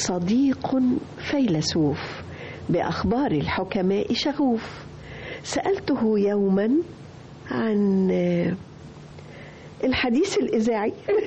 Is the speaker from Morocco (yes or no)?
no; Alexandria, Alexandria Governorate, Egypt; أنا اسكندرانية المولد والتعليم، أنا خدت البكالوريوس تجارة من جامعة اسكندرية.